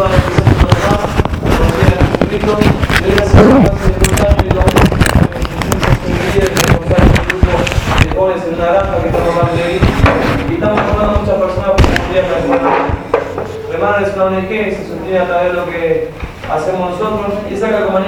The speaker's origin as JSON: {"language": "Spanish", "country": "Uruguay", "said": "Yo soy de Uruguay"}